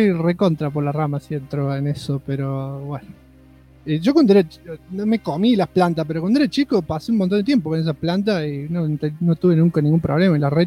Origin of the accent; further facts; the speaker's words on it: Izalco, Sonsonate, El Salvador; Soy de El Salvador, país centroamericano, específicamente de Izalco, una ciudad muy chiquitita de aproximadamente 10.000 habitantes